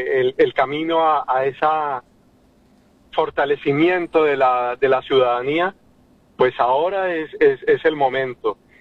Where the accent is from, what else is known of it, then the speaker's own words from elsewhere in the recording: Colombia; no se nos corta ese cordón umbilical que nos indica que somos colombianos